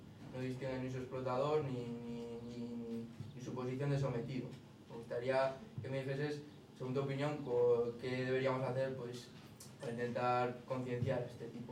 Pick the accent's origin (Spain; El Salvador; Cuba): Spain; Milagro, Navarre; yo soy Navarro y Rivero, esa Rivera dormida que tú dices, un pueblo que se llama Milagro